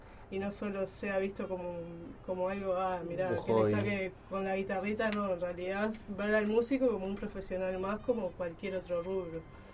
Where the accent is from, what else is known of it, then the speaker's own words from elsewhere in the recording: Uruguay; nosotros que somos uruguayos